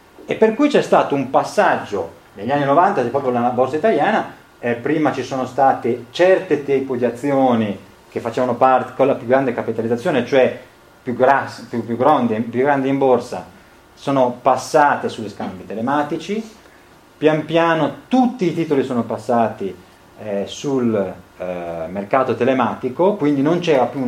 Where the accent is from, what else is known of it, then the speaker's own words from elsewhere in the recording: Genoa, Liguria, Italy; io sono di Genova